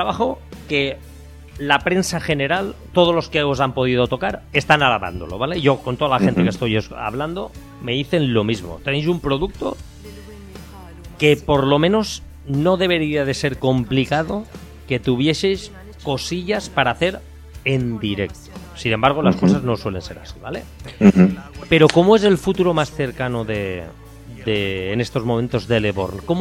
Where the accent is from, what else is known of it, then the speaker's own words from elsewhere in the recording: Valencian Community, Spain; Aunque yo soy valenciano